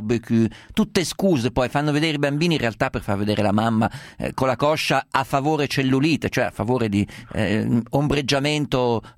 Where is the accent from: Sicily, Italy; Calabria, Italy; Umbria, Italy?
Umbria, Italy; Guarda, io sono umbro, sono da ragazzino fino adolescente, fino anche ho vissuto in Umbria